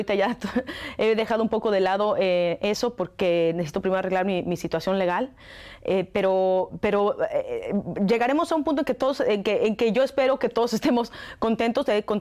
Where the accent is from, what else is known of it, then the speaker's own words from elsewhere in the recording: Mexico; lo que siento yo como mexicana